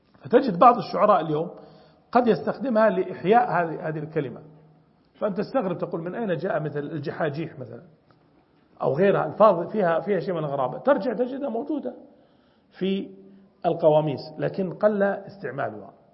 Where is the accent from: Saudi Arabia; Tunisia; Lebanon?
Saudi Arabia; Najd; نحن أنا من نجد ولي زملاء من الجنوب